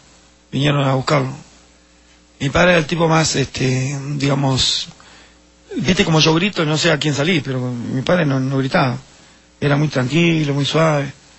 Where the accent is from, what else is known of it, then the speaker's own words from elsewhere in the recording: Uruguay; En la dictadura, en el año 73, generó muchas cosas en mi país.